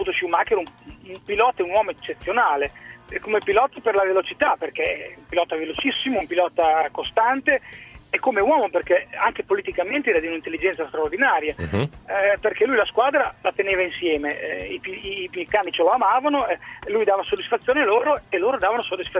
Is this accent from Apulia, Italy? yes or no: no; Modena, Emilia-Romagna, Italy; io sono di Modena